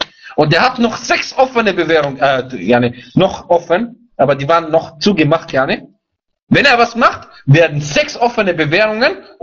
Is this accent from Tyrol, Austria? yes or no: no; Vienna, Austria; ich bin auch ein Wiener.